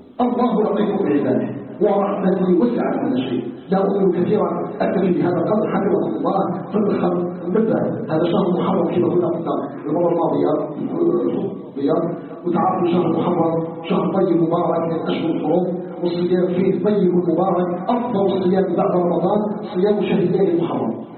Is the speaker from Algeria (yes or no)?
yes; Algeria; وان يجعل بلدنا الجزائر بلدا امنا مطمئنا